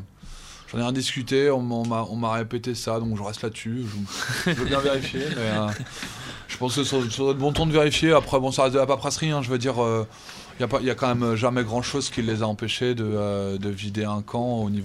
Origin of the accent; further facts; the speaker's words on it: France; nous en tant que Français on peut un peu s'en saisir